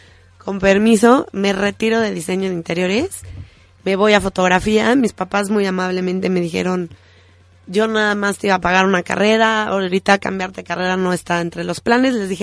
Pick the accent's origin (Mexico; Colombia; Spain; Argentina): Mexico; México es un gran país y cada vez que decimos somos mexicanos, la gente te recibe con los brazos abiertos.